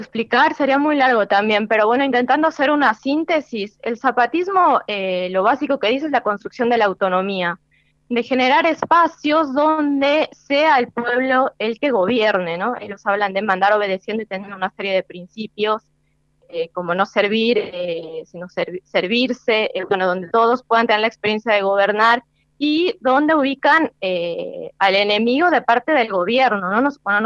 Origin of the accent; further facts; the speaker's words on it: Argentina; yo creo que desde países como la Argentina, ¿no?, que estamos tan lejos geográficamente, y donde también el Estado funciona distinto a otros estados, ¿no? El Estado acá, no sé, por la historia del peronismo